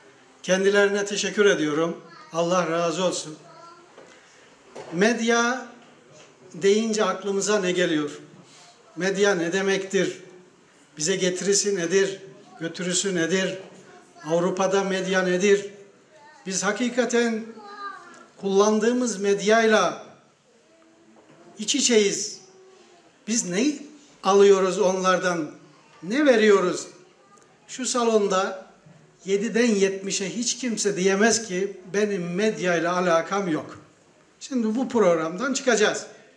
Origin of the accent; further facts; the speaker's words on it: Yozgat, Turkey; Şayet sıkılmazsanız, biraz Yozgatlıyım, böyle sakin durduğuma bakmayın.